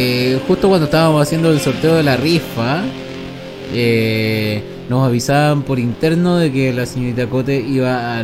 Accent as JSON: {"language": "Spanish", "town": "San Antonio", "region": "Valparaíso", "country": "Chile", "tie": "born or raised there", "said": "de San Antonio, que siempre nos escucha, de mi tierra natal"}